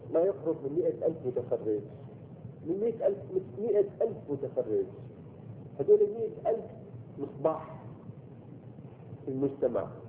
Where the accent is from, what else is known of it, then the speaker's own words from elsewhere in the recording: Syria; ما انا سوري ما لي علاقه